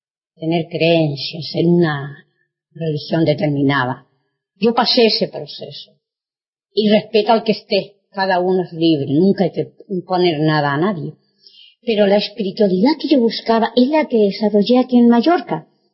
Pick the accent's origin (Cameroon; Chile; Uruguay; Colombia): Chile; no como cuando era niña y adolescente en Chile.